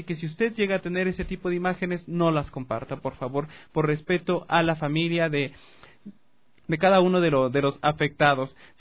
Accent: Ecuador; como ecuatorianos todos esperamos poder contar con esas pruebas de vida

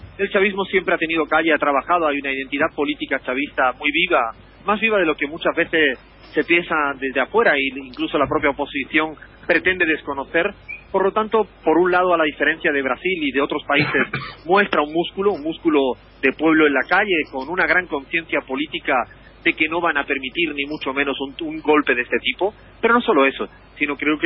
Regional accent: Spain; o yo que vengo de un país de España

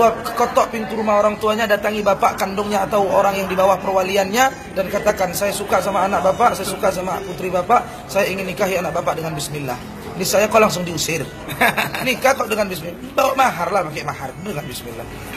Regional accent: Medan, North Sumatra, Indonesia; Saya orang Medan, Sumatera Utara, Deli Serdang, Melayu Deli.

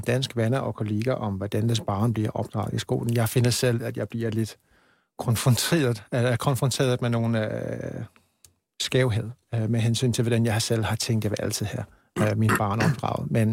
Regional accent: England, United Kingdom; now in Denmark; som er noget, jeg ikke oplevede, da jeg var hjemme i England, men så kom jeg her og fandt ud af

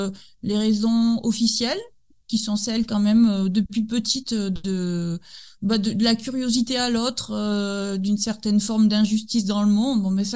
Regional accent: Nouvelle-Aquitaine, France; moi j'ai 43 ans aujourd'hui, je suis originaire du Pays Basque

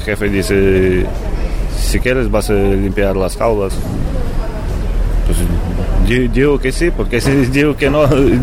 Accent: Ukraine; Spanish is a second language; now in Spain; Soy de Ucrania.

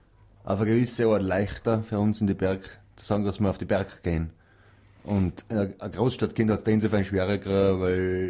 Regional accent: Kastelruth, South Tyrol, Italy; Ja, wir sind alle gemeinsam in Kastrot aufgewachsen auf der Seiseralm.

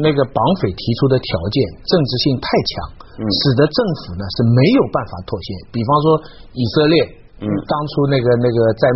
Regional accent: China; 我作为中国人呢，我心里总在想

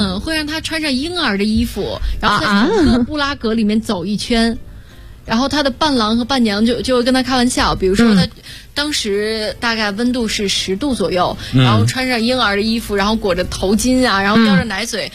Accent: China; 他们就知道我是中国人

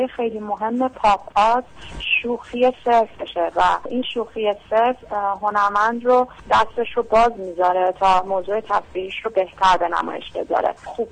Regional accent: Iran; اگر با شرایط جامعه‌ای که در اون به دنیا اومدم و زندگی کردم مشکلی داشتم، حالا مشکل من تو جامعه امروز ایران

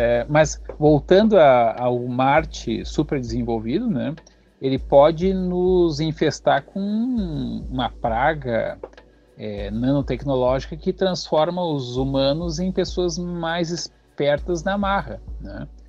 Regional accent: Porto Alegre, Rio Grande do Sul, Brazil; Eu sou aqui de Porto Alegre, mas eu sou basicamente da cultura ocidental de origem europeia, né. Eu sou negro, do IBGE, né, preto ou pardo

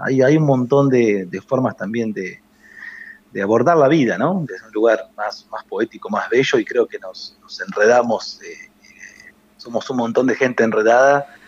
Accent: Tandil, Buenos Aires Province, Argentina; now in Ayacucho, Argentina; soy nacido en Tandil, soy tandilense, tandilense, enamorado de Tandil, y vivo hace unos 12 años en Ayacucho, pero siempre tengo el corazón tira al pueblo, ¿no? Vivo acá en Ayacucho, pero siempre muy, muy acerenciado y extrañando Tandil siempre

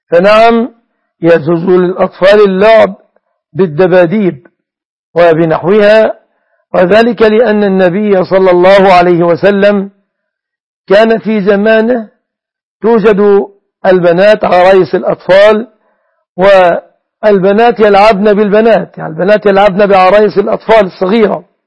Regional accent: Egypt; أنا مصري مثلك يا أشرف

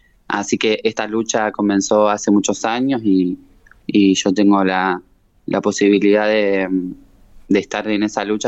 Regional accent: Eduardo Castex, La Pampa, Argentina; now in Santa Rosa, Argentina; Yo vengo de Eduardo Castex, era jugadora del club estudiantil y bueno, me fui a estudiar a Santa Rosa

